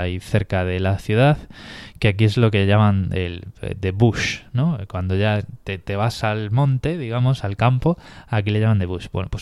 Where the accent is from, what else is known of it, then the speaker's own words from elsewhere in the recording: Spain; es que soy español